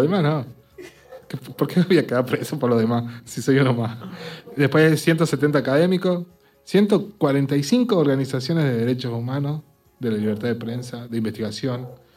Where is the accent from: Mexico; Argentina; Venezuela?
Argentina; Que es una cosa interesante, como argentino.